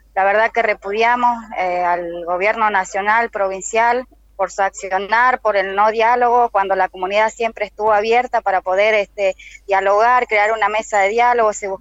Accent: Colonia Cushamen, Chubut, Argentina; now in Buenos Aires, Argentina; Yo vengo de Chubut, soy de Colonia Cuzamén, de la organización Mapuche Tehuelche.

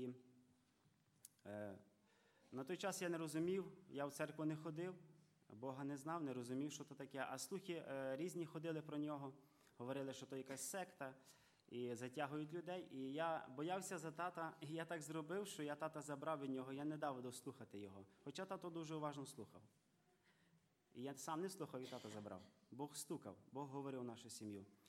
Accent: Ivano-Frankivsk Oblast, Ukraine; сам я з Івано-Франківщини. Зараз я в гостях брата Толіка і сестри Ані. Сестра Ані моя землячка, ми з одного села родом. Я родився і виріс в невіруючій сім'ї.

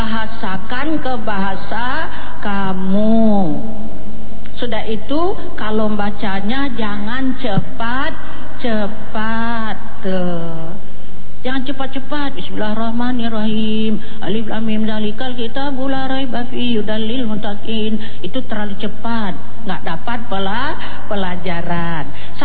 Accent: Indonesia; Kita orang mana? Indonesia.

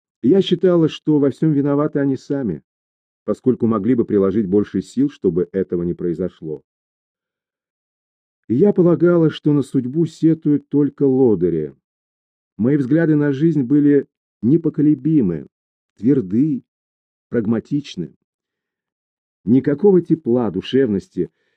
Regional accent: Japan; Я родилась в Японии, ходила в японскую школу, росла в окружении японских детей, играла, дружила с ними. То есть чувствовала себя абсолютно японкой, но по национальности все же была иностранкой.

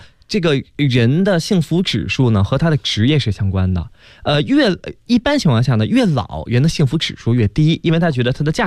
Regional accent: Beijing, China; accent: Beijing dialect; 刚才给大家说那是我们北京话哈，就是抽本了。

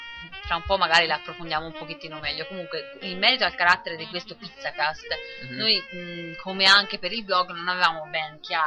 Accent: Tuscany, Italy; in quanto toscani non possiamo che essere burloni

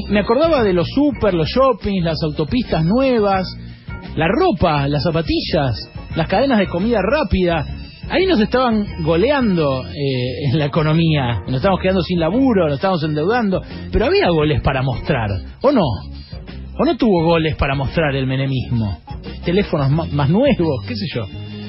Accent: Argentina; terminás como nosotros, como los argentinos, cruzando ríos de mierda.

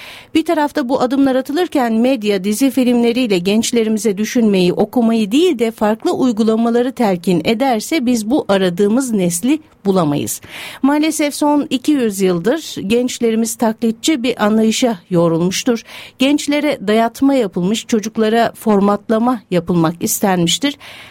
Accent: Kasımpaşa, Istanbul, Turkey; Ben Kasımpaşa'da doğdum, büyüdüm. Beyoğlu'nun caddelerini, sokaklarını bilirim.

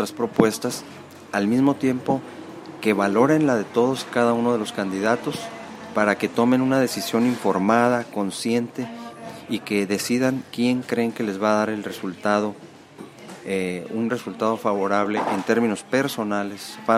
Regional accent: Tecate, Baja California, Mexico; yo nací aquí en Tecate y ya hace algunos ayeres, ¿no?

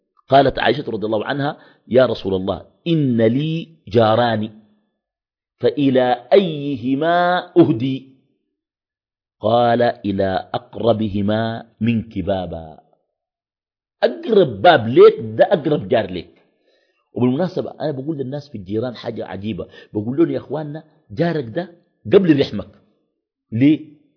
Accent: Khartoum, Sudan; بعض الأحياء عندنا في الخرطوم بتكون أحياء مغلقة، ناس بيقنبوا في الشقق وكده

